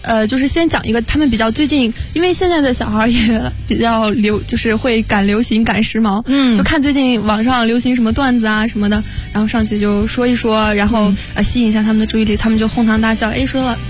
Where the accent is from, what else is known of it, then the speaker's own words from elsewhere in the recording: Xinjiang, China; 对，然后因为我刚好是来自新疆，新疆也算是一个水资源比较匮乏的地方，